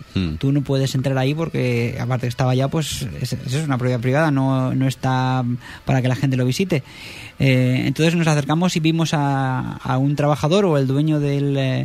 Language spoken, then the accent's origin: Spanish; Spain; Y le dijimos, mira, es que venimos de España.